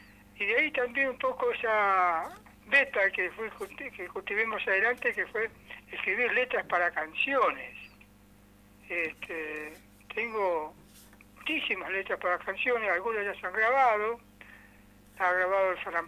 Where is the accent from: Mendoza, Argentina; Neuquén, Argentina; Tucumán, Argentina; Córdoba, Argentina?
Neuquén, Argentina; Tilhue; born there; now in Centenario, Argentina; Ahora yo vivo en Centenario, siempre vivo en Centenario, digamos, porque yo creo que solamente nací en Tilhue, un paraje que ahora me parece que ni nombre tiene